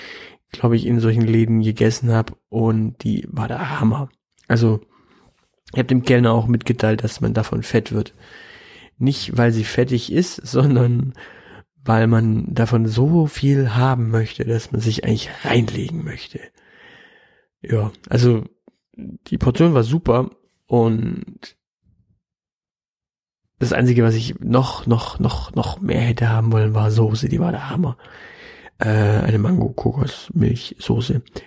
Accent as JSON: {"language": "German", "region": "Baden-Württemberg", "country": "Germany", "said": "war ich jetzt dann in Prenzlauer Berg als Schwabe"}